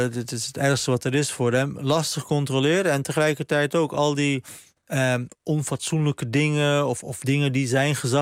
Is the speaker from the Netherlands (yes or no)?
no; Turkey; ik ben zelf een Turk